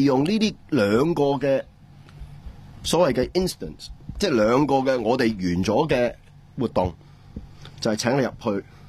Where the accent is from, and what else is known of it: Hong Kong